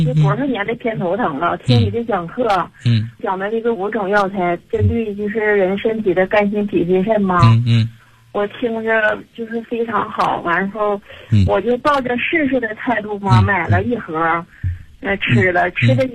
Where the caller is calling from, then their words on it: Daqing, Heilongjiang, China; 我是大庆的，我今年45岁。